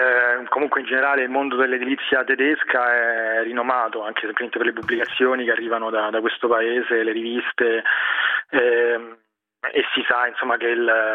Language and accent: Italian; Rome, Lazio, Italy; moved away as an adult; now in Berlin, Germany; io vengo da Roma, mi sono laureato in architettura. Durante gli anni di università ho fatto un'esperienza Erasmus di quasi un anno a Monaco di Baviera. Lì ho cominciato a studiare un po' il tedesco